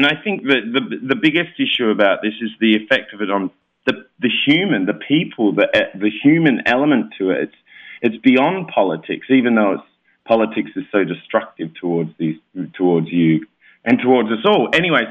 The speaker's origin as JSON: {"language": "English", "region": "South Australia", "country": "Australia", "said": "No, I'm not from Milwaukee as much as I love cheese. I'm not from Milwaukee. I'm from South Australia, near Adelaide."}